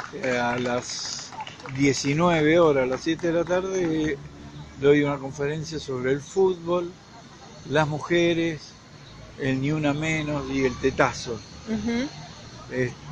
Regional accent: Mendoza, Argentina; moved away; yo me fui de Mendoza, como dice … ¿quién dice que me fui? Nada. Estoy siempre ligado a Mendoza

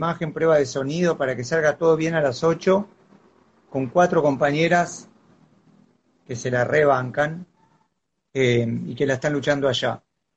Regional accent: Buenos Aires, Argentina; Yo soy de Capital. Yo soy de Capital. Yo vivo en Paternal. Y soy muy porteño.

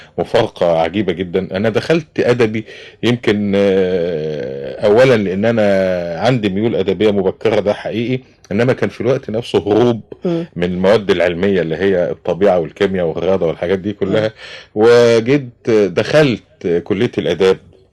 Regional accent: Kafr El Sheikh, Kafr El Sheikh Governorate, Egypt; also born or lived in Tanta; كانت أسرة والدتي هناك، واتولدت في بيتهم في شارع الحلو، وبعدين كبرت شوية فأخدني والدي لكفر الشيخ اللي هي موطن الأصلي.

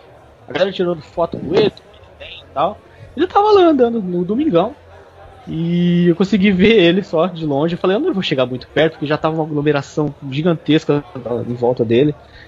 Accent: São Paulo, Brazil; eu que sou de São Paulo, mas eu sou do interior

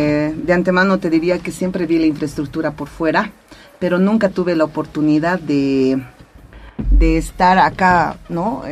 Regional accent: Oruro, Bolivia; estrenando el hospital en este pueblo natal, cuna de músicos. Es semillero de músicos, mi tierra linda.

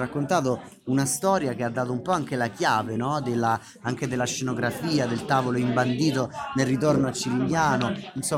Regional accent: Umbria, Italy; anche dalle mie parti in Umbria, in montagna, ci si urlava da valle a valle.

